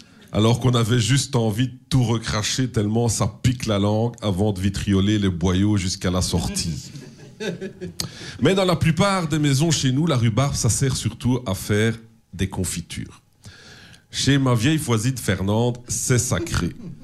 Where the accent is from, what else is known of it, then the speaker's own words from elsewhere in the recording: Belgium; Chez nous, en Belgique, à la place, on a la rhubarbe qui peut atteindre jusqu'à 1 mètre de hauteur.